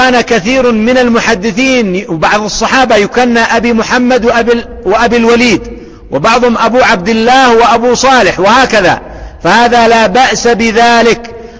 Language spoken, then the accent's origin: Arabic; Yemen; أو خبزا نسميه عندنا في اليمن فتة بالحليب